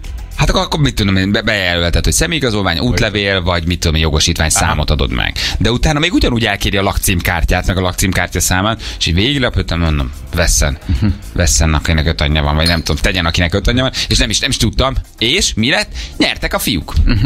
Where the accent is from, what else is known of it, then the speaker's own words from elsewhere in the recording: Hungary; Magyar vagyok, hazafi vagyok